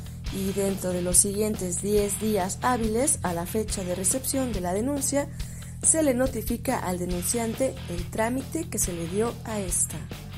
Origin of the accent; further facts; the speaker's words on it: Mexico; Como mexicanos y mexicanas tenemos el privilegio de poseer una inmensa riqueza natural